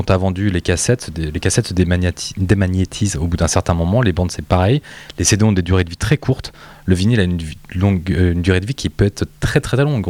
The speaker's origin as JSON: {"language": "French", "country": "France", "said": "On est de culture française, on est français"}